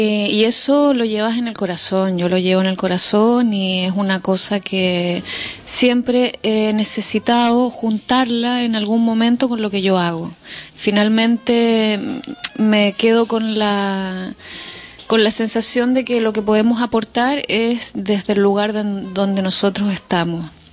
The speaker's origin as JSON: {"language": "Spanish", "town": "Chiloé", "region": "Los Lagos", "country": "Chile", "said": "yo soy del sur, soy de Chiloé"}